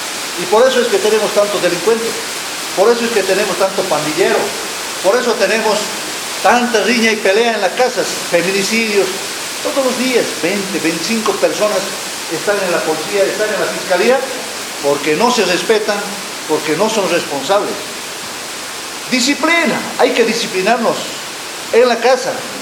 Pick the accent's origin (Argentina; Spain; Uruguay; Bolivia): Bolivia; Tarija; Antes mis profesores, cuando yo estaba, yo vengo de Tarija, agarrote limpio